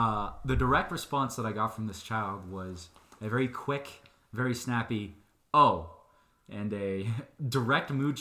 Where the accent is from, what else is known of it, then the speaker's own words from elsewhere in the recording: Soda Springs, Idaho, United States; back in my hometown of Soda Springs, as I was saying before, I was big shrimping in my Boy Scouts troop.